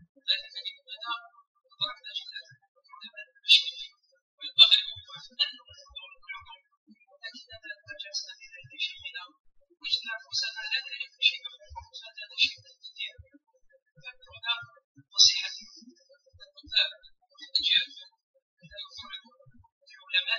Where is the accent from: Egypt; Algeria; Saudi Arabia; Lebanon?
Algeria; فإن بلدنا الجزائر كان منزلا مرة وضيق في وجه الزمان